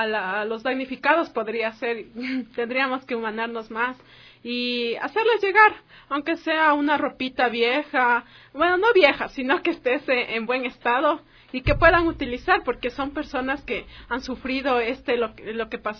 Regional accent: Ecuador; el amor que nos caracteriza como ecuatorianos

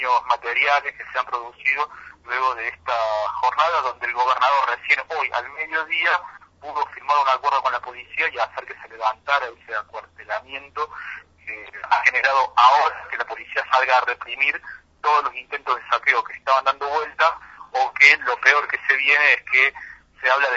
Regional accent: Córdoba, Argentina; lo que estamos viviendo lamentablemente como sociedad cordobesa

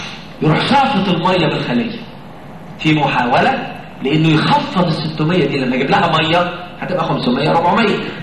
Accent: Egypt; اهو ده نطع اللي احنا بنترجمها عندنا في مصر انه نطع. هلك المتنطعون. المصريين كلهم كده.

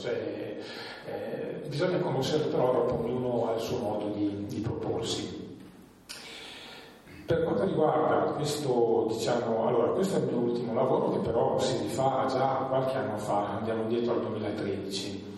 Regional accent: Trentino-Alto Adige, Italy; vengo dalla Valle di Fiemme, quindi abito vicino, abito in montagna, sono nato lì e amo vivere lì.

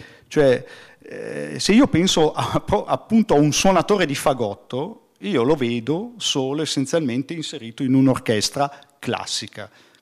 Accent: Como, Lombardy, Italy; La serata è stata fatta nelle mie ex zone, io sono comasco

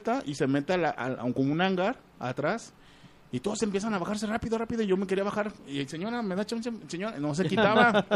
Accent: Mexico; Pero da la casualidad de que somos mexicanos

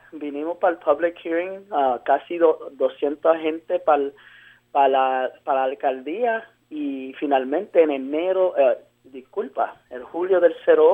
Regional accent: Puerto Rico; Yo soy puertorriqueño.

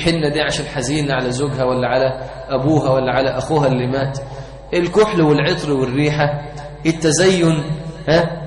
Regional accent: Egypt; وفي بعض القرى عندنا في مصر

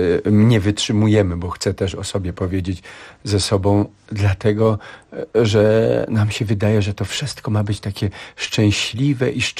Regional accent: Waksmund, Lesser Poland, Poland; Ja jako góral właśnie to jest też, musiałem chodzić odpust w Ludźmierzu Matki Boskiej Zielnej i z Waxmunda zawsze szło się na nogach na ten odpust.

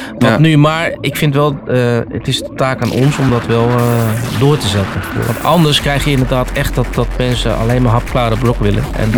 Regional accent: Utrecht, Netherlands; Ik kom uit de buurt van Utrecht.

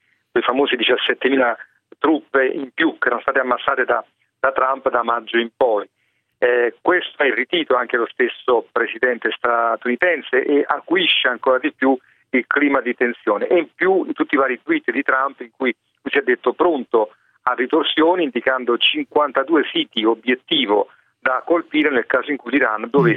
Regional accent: Naples, Campania, Italy; Sì, sono napoletano

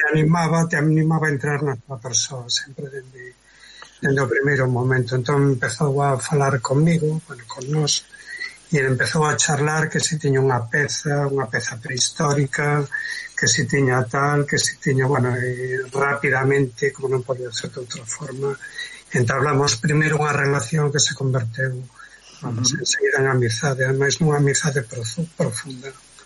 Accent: Galicia, Spain; eu son da costa, son de Pollo, de Pontevedra, pero síntome limiado polos catro costados, daba esa limia porque levo moito tempo por ali.

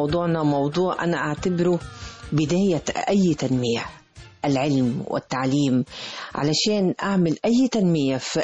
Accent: Egypt; بيحزني كثيرا أني أنا في بلدي مصر حبيبتي

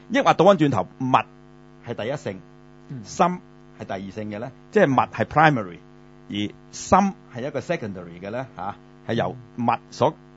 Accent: Hong Kong; 經過個揚聲器或者我哋香港人中意叫喇叭 speakers

